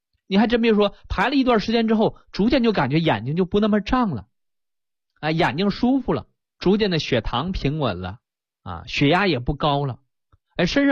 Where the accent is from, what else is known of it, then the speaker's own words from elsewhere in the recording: China; 我们中国人认为这种方法，用这种血能够解决这个血瘀的问题